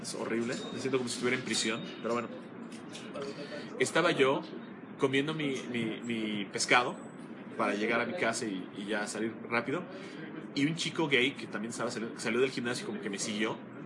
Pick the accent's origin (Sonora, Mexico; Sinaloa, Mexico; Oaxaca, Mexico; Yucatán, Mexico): Yucatán, Mexico; Desafortunadamente, yo soy yucateco y por eso soy muy cabezón.